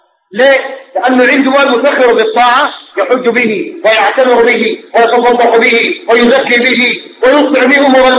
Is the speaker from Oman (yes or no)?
no; Sudan; نحن كسودانيين فينا علم